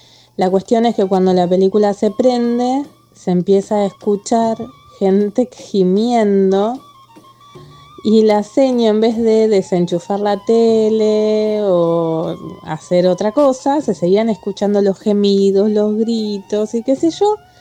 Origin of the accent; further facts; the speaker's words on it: Lanús, Buenos Aires Province, Argentina; soy de Lanús. Soy docente hace muchos años